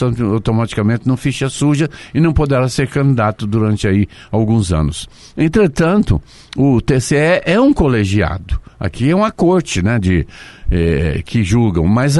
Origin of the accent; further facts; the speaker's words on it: Goiás, Brazil; É de Goiás, lá do meu estado.